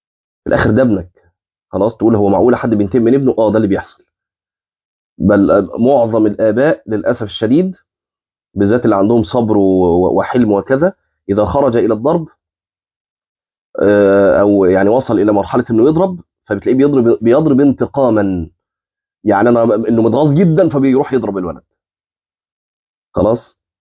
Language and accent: Arabic; Egypt; من الامثال الجميله جدا عندنا في مصر